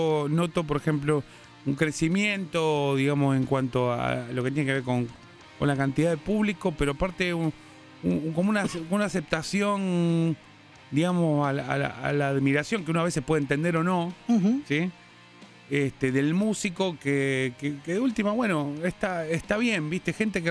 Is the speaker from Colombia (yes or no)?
no; Argentina; a pesar que ellos son alemanes y nosotros somos argentinos.